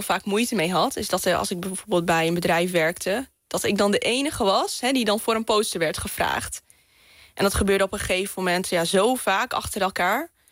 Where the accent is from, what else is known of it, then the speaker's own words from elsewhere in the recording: Groningen, Netherlands; accent: Gronings; ik kom uit Groningen. Gronings praten. Ja, met boeren opgegroeid. En ja, super nuchter.